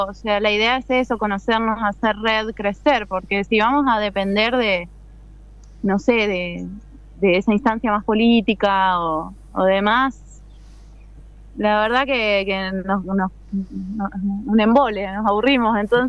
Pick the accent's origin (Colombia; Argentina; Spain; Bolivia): Argentina; Quilmes, Buenos Aires Province; Yo vengo de Buenos Aires, de Quilmes, sí hay algo de unidad